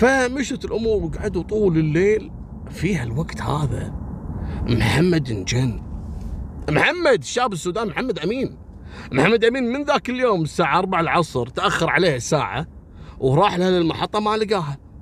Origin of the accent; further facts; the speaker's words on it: Kuwait; تدرون عندنا بالكويت لما واحد ويا واحدة يتمشون بالسيارة الشرطة يوقفونه